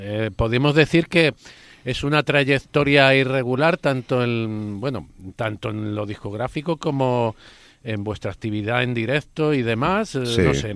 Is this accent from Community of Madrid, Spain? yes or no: yes; Madrid, Community of Madrid, Spain; Yo soy de San Blas